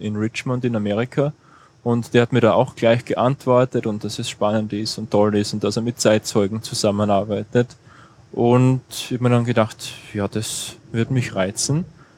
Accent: Rottenmann, Styria, Austria; Das ist bei uns in Rottenmann in der Obersteiermark.

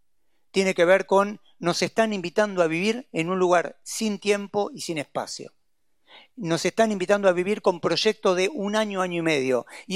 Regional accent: Buenos Aires, Argentina; Yo soy de la Paternal y quiero que Buenos Paternal sea vivible

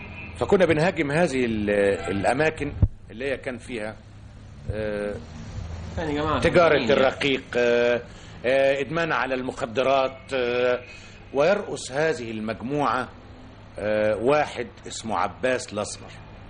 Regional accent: Sayyida Zeinab, Cairo Governorate, Egypt; born there; أنا من مواليد السيدة زينب

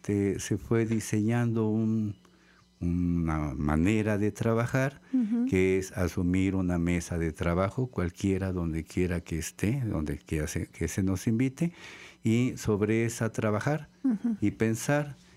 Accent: Xalapa, Veracruz, Mexico; ahora, recién vuelvo a mi terruño, a Jalapa. Aquí nací. Aquí nací, aquí crecí, aquí me hice biólogo, y aquí me deshice y me hice artista.

